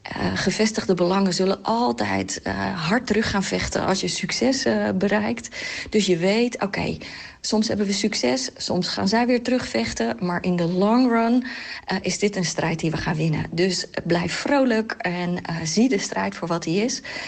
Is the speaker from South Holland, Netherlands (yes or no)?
yes; Katwijk, South Holland, Netherlands; In mijn geval, ik groeide op in Katwijk.